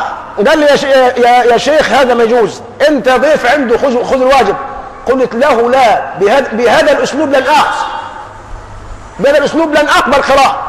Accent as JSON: {"language": "Arabic", "country": "Egypt", "said": "طبعا نحن كمصريين فينا العاطفة"}